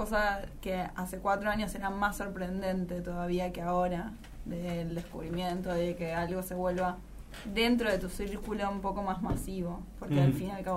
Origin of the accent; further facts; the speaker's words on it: Buenos Aires, Argentina; born there; En realidad nací en un hospital en Recoleta.